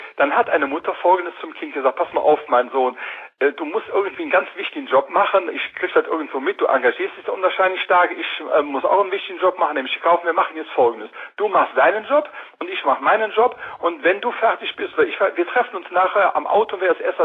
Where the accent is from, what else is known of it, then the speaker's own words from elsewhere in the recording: Cologne, North Rhine-Westphalia, Germany; Und wir wollten auch nicht in Köln, wir sind Kölner, wollten wir nicht irgendwo auffallen